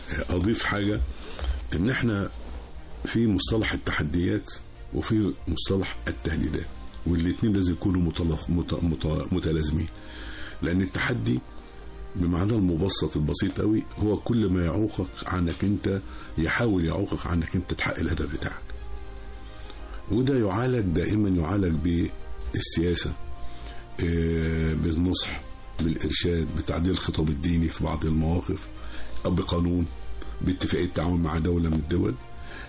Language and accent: Arabic; Egypt; ان احنا عندنا في مصر جبهات الاتجاهات الاستراتيجيه عندنا خمسه